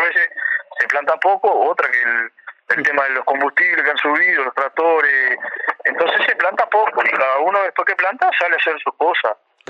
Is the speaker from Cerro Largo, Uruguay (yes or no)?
yes; Cerro Largo, Uruguay; Yo soy de Cerro Largo, estoy en la zona de Cerro Largo. De Cerro.